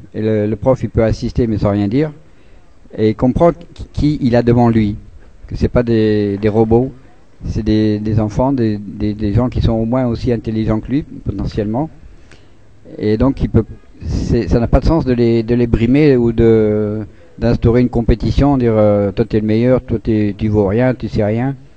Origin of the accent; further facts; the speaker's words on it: France; moi je suis français, vive la France, on est européen